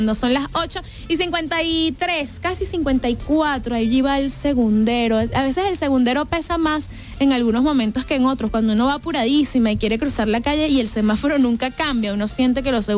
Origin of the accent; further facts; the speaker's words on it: Venezuela; para nosotros como venezolanos también tiene un papel importante estas elecciones